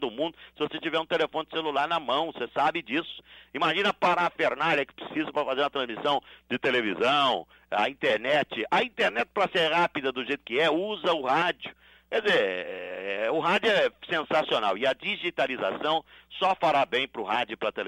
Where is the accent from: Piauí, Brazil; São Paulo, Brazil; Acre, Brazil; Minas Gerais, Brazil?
São Paulo, Brazil; Sorocaba; born there; eu nasci em Sorocaba, rapaz, uma cidade, uma família simples